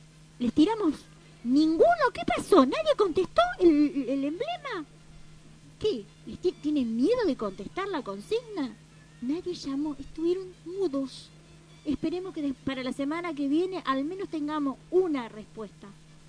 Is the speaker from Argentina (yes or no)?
yes; Argentina; Lo digo como argentina, lo digo como latinoamericana, lo digo como mujer.